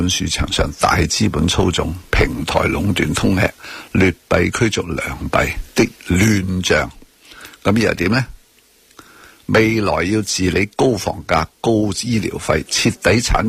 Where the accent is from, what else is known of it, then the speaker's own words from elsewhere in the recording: Hong Kong; 能够我哋香港人想，我想问呢样嘢